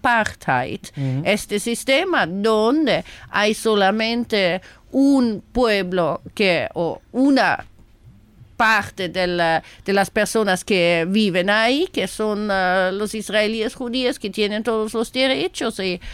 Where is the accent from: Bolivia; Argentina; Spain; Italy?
Italy; now in Palestine; Sí, italiana de origen, pues en el 2002, durante la segunda intifada, fui en Palestina